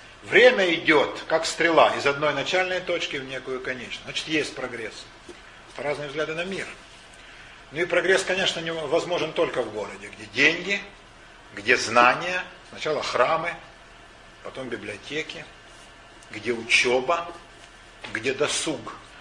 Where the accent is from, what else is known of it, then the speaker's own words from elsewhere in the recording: Ukraine; Даже на Украине, откуда я родом, там все-таки деревенский уклад гораздо сильнее